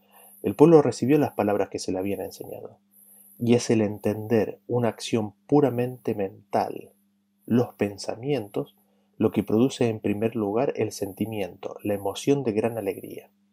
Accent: Argentina; Durante muchos años viví en otro país que era muy diferente a mi país de origen. De donde yo soy, de Argentina

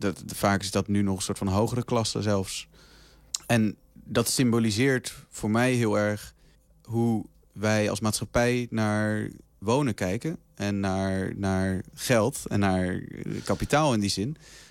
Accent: South Holland, Netherlands; want ik kom uit de buurt van Rotterdam.

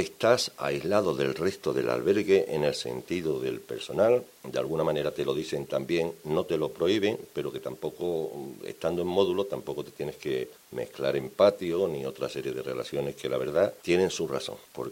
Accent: Andalusia, Spain; Dice, ¿tú vienes de Galicia? Digo, no, yo vengo de Andalucía.

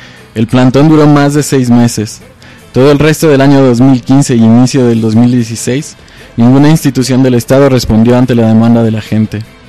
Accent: San Andrés Villaseca, Retalhuleu, Guatemala; now in Quetzaltenango, Guatemala; Soy originaria de San Andrés Villaseca, que pertenece a Reu, pero me vine para acá, y aquí me vine a casar. Me quedé en Xela. De aquí son mis hijos y mi esposo. Tenemos 40 años de vivir aquí en el cantón Chitay.

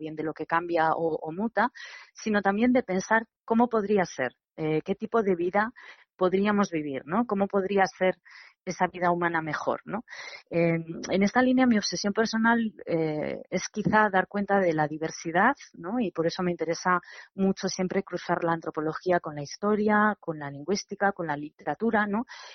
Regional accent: Cantabria, Spain; now in Barcelona, Spain; Entonces, a mí me gusta decir que estoy lejos y no fuera, ¿no? Porque realmente pues no me siento fuera de Cantabria, ¿no?

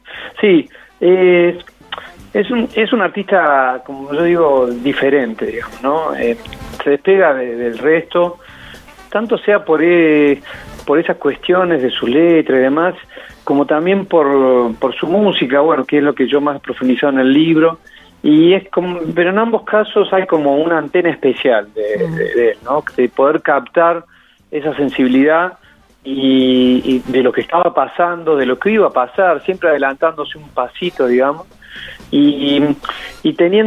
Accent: Córdoba, Argentina; now in La Plata, Argentina; Yo soy cordobés, nacido en Córdoba, pero bueno, después me mudé a La Plata.

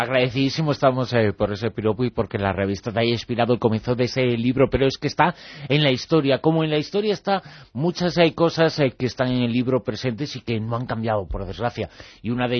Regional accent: Galicia, Spain; todo nace en Galicia, que es tu tierra, que es mi tierra

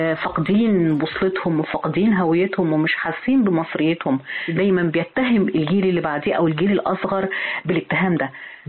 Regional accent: Egypt; طب انت شايفة احنا فين كمصريين

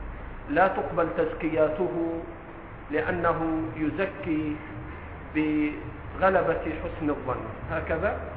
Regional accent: Egypt; ترى في آخر المسجد شيبان وعلى لهجتنا في مصر عواجيز مترصصين كده جنب بعض

